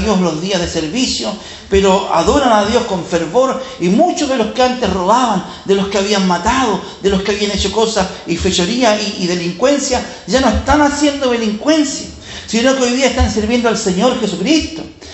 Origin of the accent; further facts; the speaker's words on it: Chile; Si yo soy chileno, ¿qué tenemos que ver con los argentinos?